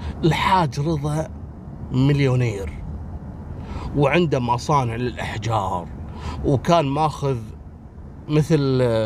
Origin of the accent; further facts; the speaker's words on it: Kuwait; ما فيها النظام هذا عندنا في الكويت في 52 على الصد